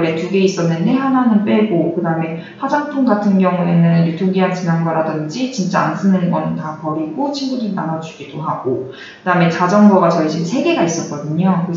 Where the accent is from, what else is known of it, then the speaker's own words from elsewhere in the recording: Haman, South Gyeongsang, South Korea; 저희 동네가 제 고향이 함안이거든요. 그러니까 수박으로 되게 유명한 곳이에요.